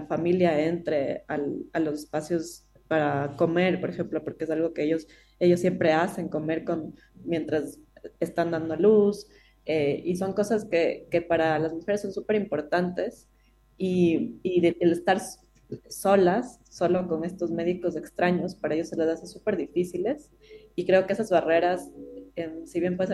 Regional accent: Ecuador; yo que soy ecuatoriana también, que ya soy partera.

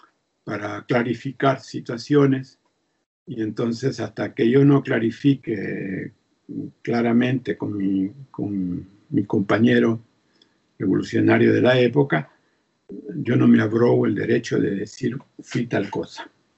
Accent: El Salvador; moved away as an adult; also born or lived in Costa Rica / Chile; Después tuve que salir del país y salí de El Salvador para Costa Rica, y de Costa Rica los compañeros decidieron que saliera hacia Chile

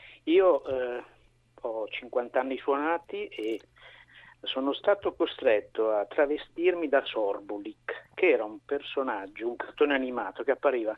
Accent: Milan, Lombardy, Italy; born there; sono nato a Milano, ma mia madre è di origini romagnole

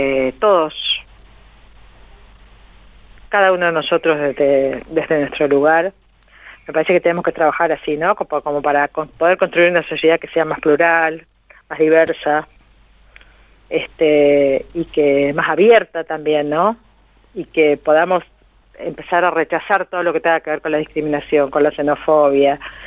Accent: Argentina; nosotros como argentinos no nos tenemos que olvidar.

